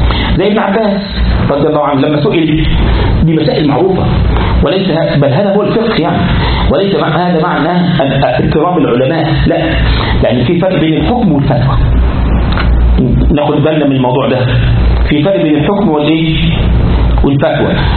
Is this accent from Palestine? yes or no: no; Egypt; عندنا في مصر يقول لك كده اسأل مجرب ولا تسأل طبيب